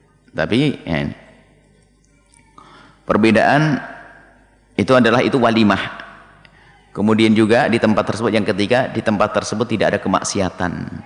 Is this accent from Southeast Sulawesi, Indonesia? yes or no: no; East Java, Indonesia; Orang Jawa Timur, ada orang Jawa Timur, saya Jawa Timur. Jadi di Jawa Timur ada namanya mentong